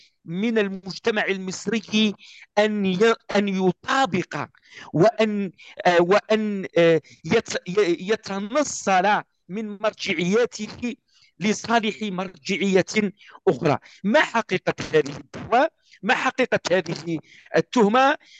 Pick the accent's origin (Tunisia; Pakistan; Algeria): Algeria; أعطيك مثال، أنا كجزائري أعرف